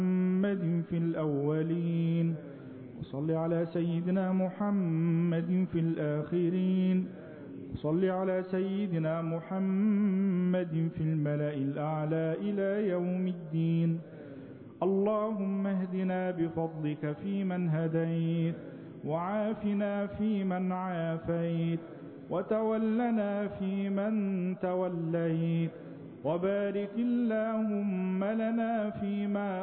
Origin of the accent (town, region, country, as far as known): Egypt